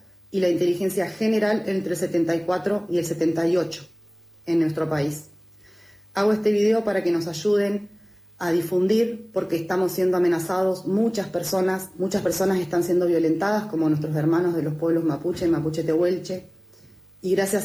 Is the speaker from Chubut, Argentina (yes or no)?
yes; Chubut, Argentina; de Chubut, soy militante ambientalista y comunicadora social.